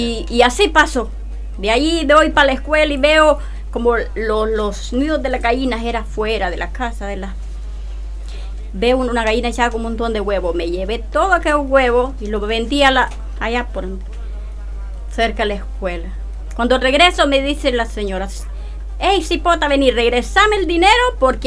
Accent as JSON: {"language": "Spanish", "country": "Honduras", "said": "y soy hondureña."}